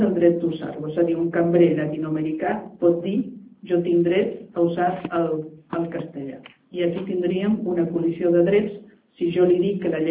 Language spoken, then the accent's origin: Catalan; Catalonia, Spain; Perquè també podem ser nosaltres, com a catalans, una minoria dintre d'aquesta societat multicultural